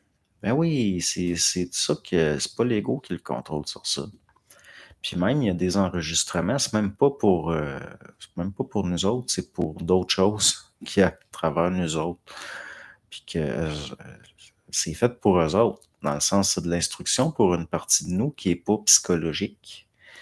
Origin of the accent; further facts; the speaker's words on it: Montreal, Quebec, Canada; Moi, j'ai grandi à Montréal-Nord, assez hard, les gangs de rue, les Italiens, voire.